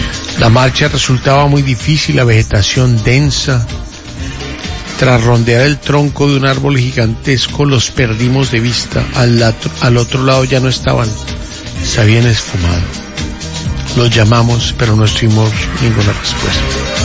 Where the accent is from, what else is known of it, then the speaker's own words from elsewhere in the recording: Colombia; Somos colombianos, no argentinos.